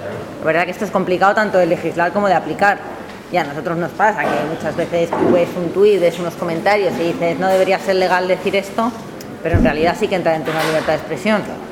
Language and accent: Spanish; Madrid, Community of Madrid, Spain; Nosotros, bueno, yo soy de Madrid y hemos visto movilizaciones obreras